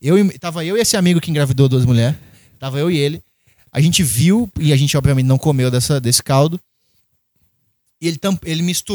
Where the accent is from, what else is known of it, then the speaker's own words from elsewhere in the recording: Minas Gerais, Brazil; Eu sou mineiro. Então eu tenho no meu DNA o mineiro.